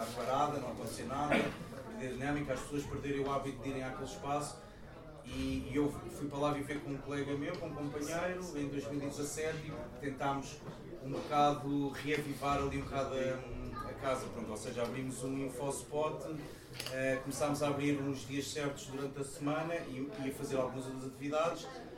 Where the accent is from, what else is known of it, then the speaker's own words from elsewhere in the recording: Lisbon, Portugal; Eu venho de Lisboa, tive muito nestas experiências em Lisboa